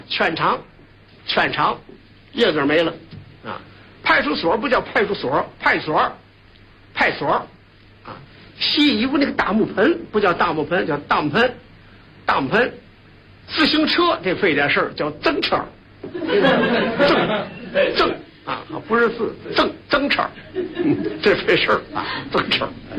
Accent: Tianjin, China; 我们天津人说话还有一个齿音字，这个齿音字啊。

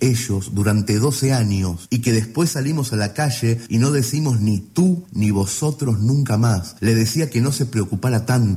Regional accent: Argentina; Y aunque nací por casualidad a 340 kilómetros de Uruguay, y me encantaría ser uruguayo porque son como nosotros, pero sin los errores, soy irremediablemente argentino.

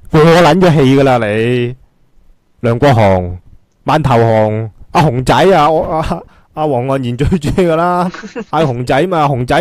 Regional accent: Hong Kong; 争取咗啲乜撚嘢呀帮我哋香港人

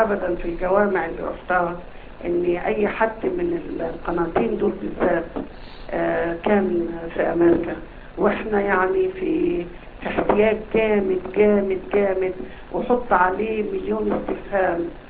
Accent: Saudi Arabia; لا الاصل انا سعودية صراحة

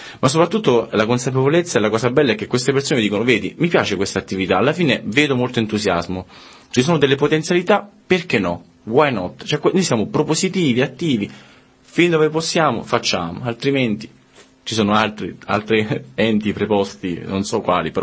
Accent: Sora, Lazio, Italy; born there; io sono nato a Sora, in provincia di Frosinone, perché io abito nel confine tra Lazio, tra Abruzzo e Lazio.

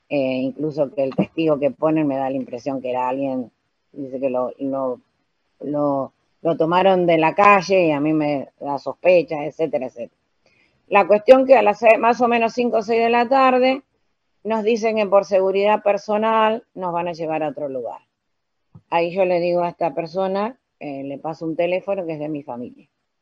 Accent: Arrecifes, Buenos Aires Province, Argentina; le digo que soy de Arrecife, me identifico

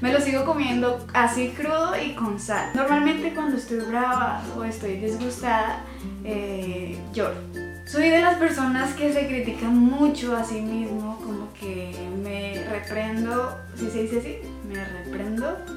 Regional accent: Colombia; Nací el 27 de febrero de 1998. Soy orgullosamente colombiana.

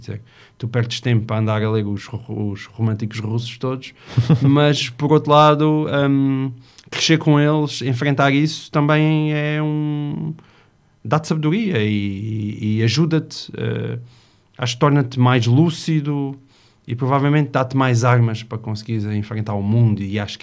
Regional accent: Porto Alegre, Rio Grande do Sul, Brazil; now in Lisbon, Portugal; eu sou de Porto Alegre, a minha mulher é de Castelo Branco e os nossos pais estão lá. Portanto, eu estou em Lisboa com 4 filhos e sem qualquer estrutura familiar à volta.

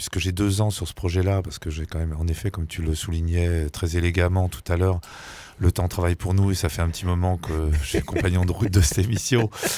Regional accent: France; born there; je suis fils de parents émigrés polonais et juifs. Je suis né en France

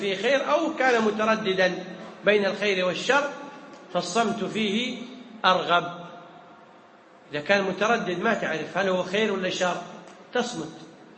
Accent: Kuwait; العرف عندنا في الكويت إن إذا جاءك ضيف تذبح له أول يوم

